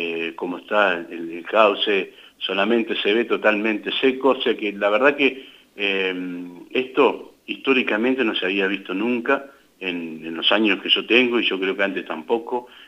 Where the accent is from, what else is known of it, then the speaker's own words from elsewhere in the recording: La Adela, La Pampa, Argentina; uno es nacido y criado acá en La Vela, y verlo al río Colorado como lo vemos hoy, no lo hemos visto nunca.